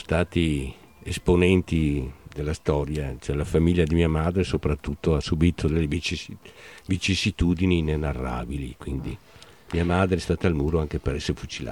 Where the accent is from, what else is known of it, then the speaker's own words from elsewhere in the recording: Veneto, Italy; also born or lived in Padua; io sono veneto patocco, questo qua, perché sono nato a Padova per un giorno e dopo il giorno successivo ero già nel Cadore.